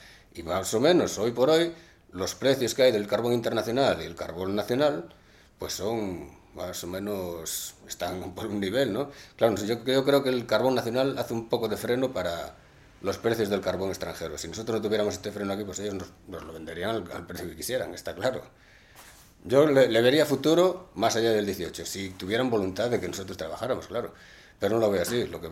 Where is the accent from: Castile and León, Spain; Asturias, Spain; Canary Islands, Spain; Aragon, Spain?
Castile and León, Spain; Fabero; Yo soy de Favero